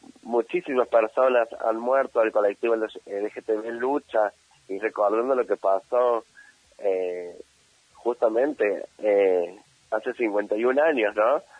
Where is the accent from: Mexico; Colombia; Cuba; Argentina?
Argentina; todos somos argentines, o sea, todos somos argentinos